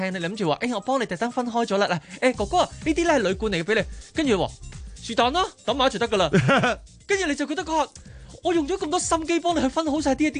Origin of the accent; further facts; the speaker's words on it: Hong Kong; 咁但系你知道我哋香港人几忙碌噶啦